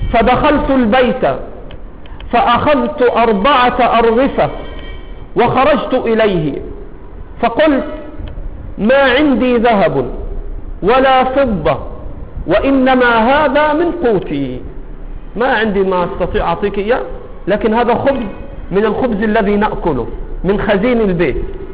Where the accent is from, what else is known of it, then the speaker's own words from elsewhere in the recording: Egypt; accent: Egyptian; طاهر ولد من ولاده على لهجتنا المصرية.